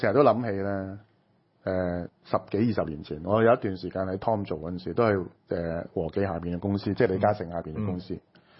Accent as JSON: {"language": "Chinese", "country": "Hong Kong", "said": "我們香港人自己其實是要有一個立場的選擇。"}